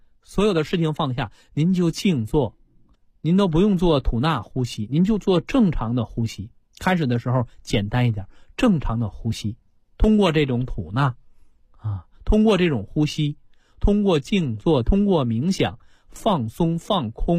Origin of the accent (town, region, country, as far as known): China